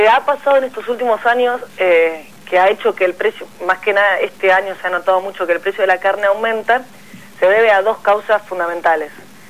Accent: La Pampa, Argentina; esto me consta porque yo soy de La Pampa y el maíz llegaba a los productores

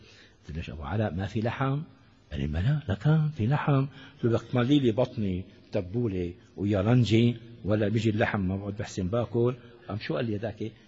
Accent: Syria; يعني وزير من الوزراء عندنا في سوريا

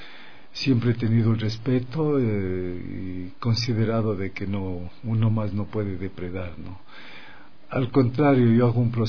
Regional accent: Mejía, Pichincha, Ecuador; Justamente soy nativo de Mejía. … … Vengo de un pueblo pequeño, de un anejo

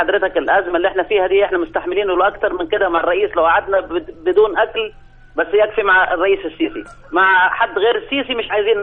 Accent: Luxor, Luxor Governorate, Egypt; now in Hurghada, Egypt; انا ان شاء الله انا اساسا من الاقصر بس انا من الغردقه

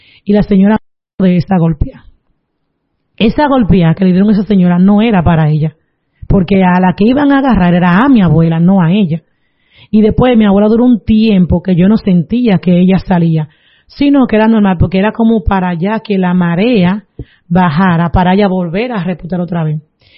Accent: Palavé, Dominican Republic; Yo soy de Palabé, y el lugar es otro batey que le llaman Lechería.

